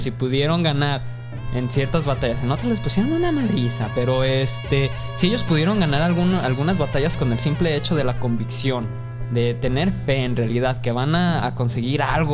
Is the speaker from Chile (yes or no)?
no; Mexico; a nosotros como pueblo mexicano